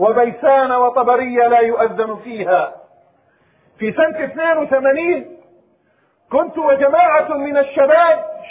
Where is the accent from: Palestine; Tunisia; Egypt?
Palestine; رأيت مشهدا في بلد من بلادنا فلسطين